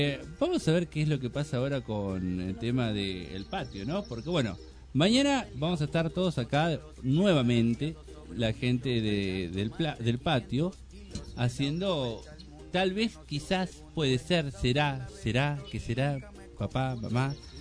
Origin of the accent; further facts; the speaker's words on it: Argentina; Soy popular y argentino.